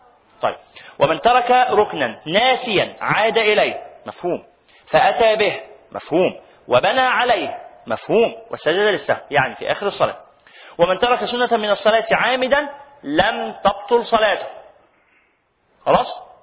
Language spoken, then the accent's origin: Arabic; Egypt; الصيغة اللي احنا بنقولها كمصريين دي صيغة دخيلة